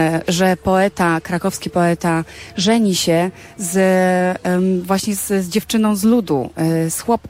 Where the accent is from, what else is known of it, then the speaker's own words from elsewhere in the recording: Warsaw, Masovian Voivodeship, Poland; born there; ponieważ ja jestem warszawianką z urodzenia